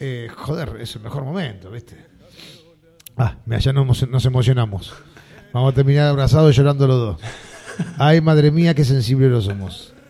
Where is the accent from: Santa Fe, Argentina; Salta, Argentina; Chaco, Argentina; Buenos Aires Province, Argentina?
Buenos Aires Province, Argentina; Lanús; ¿Porque somos de Lanús, que es el sur de Buenos Aires?